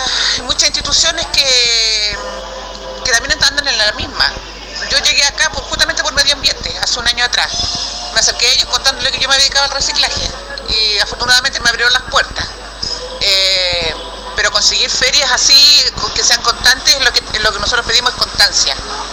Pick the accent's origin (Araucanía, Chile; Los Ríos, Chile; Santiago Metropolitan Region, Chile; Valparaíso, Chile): Santiago Metropolitan Region, Chile; Puente Alto; la gente se acostumbra a vernos y nos reconozca también como que somos de Puente Alto